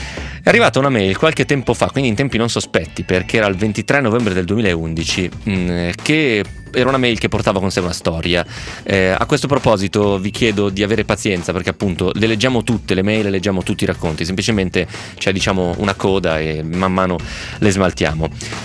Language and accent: Italian; Piedmont, Italy; è un tratto comune anche un po' dalle mie parti, nel senso che pure i piemontesi hanno un po' quella cosa lì